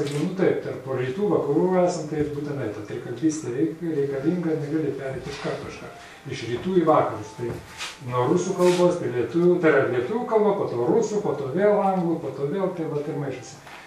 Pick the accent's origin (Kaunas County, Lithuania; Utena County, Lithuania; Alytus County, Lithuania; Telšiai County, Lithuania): Kaunas County, Lithuania; Aš iš Kauno rajono.